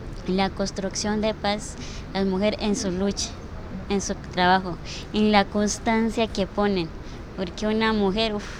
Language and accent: Spanish; Cauca, Colombia; vengo del resguardo de Guambía